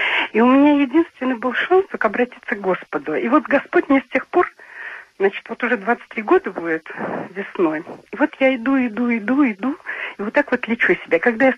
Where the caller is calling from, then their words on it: Krasnodar Krai, Russia; Я с Кубани.